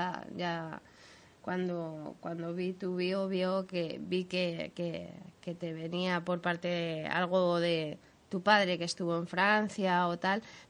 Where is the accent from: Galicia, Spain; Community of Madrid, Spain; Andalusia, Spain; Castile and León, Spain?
Castile and León, Spain; León; accent: León; Hombre, a mí León me tira pues por mi infancia, podríamos